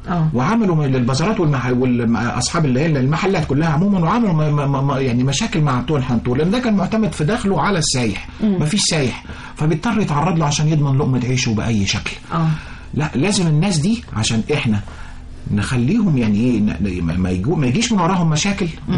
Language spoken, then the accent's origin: Arabic; Egypt; كل نقطه عندنا في مصر تجيب لنا ذهب.